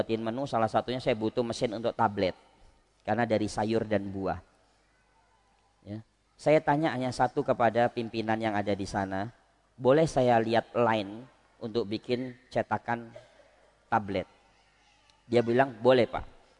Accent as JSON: {"language": "Indonesian", "town": "Medan", "region": "North Sumatra", "country": "Indonesia", "said": "Saya orang Medan, ya."}